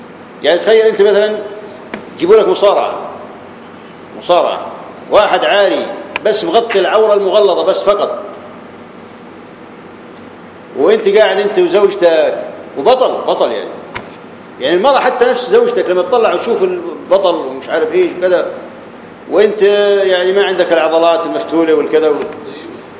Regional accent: Jordan; كانوا عندنا في الاردن في الميناء من العقبه

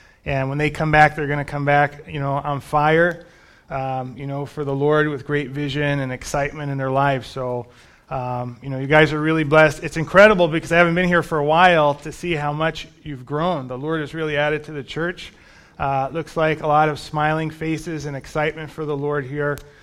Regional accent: Bronx, New York, United States; And I grew up in the Bronx.

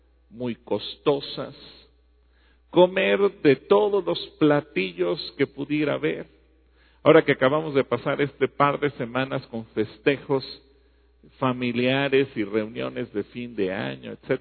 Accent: Mexico; como mexicanos aunque seamos de Oaxaca, de Guerrero, de Colima, de Nayarit

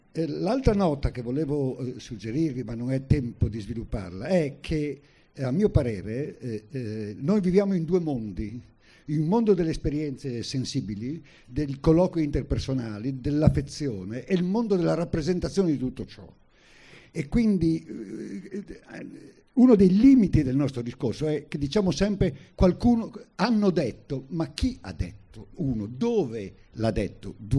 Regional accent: Friuli-Venezia Giulia, Italy; now in Milan, Italy; io, che sono cresciuto in Friuli, ma anche se vivo a Milano da 50 anni, per me è come averla fatta davanti alla porta di casa

